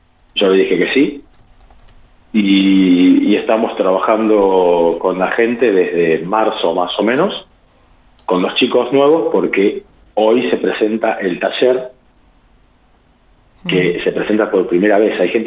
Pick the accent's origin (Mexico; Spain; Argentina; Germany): Argentina; General Pico, La Pampa; now in Santa Rosa, Argentina; Yo vine acá a Santa Rosa, soy de Pico